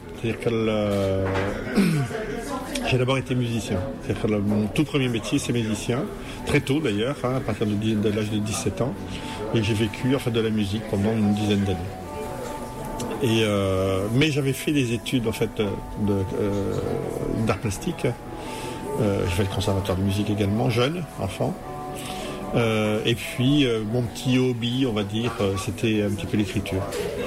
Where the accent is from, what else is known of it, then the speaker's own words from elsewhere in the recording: Rennes, Brittany, France; born there; j'ai décidé de rentrer en fait dans ma terre natale, parce que je suis né à Rennes, tout près d'ici.